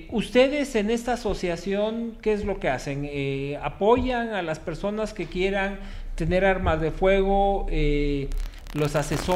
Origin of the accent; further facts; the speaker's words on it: Mexico; ¿O tenemos el legítimo derecho como ciudadanos mexicanos de defender nuestra vida, nuestro patrimonio y la honra, como dice la legítima defensa?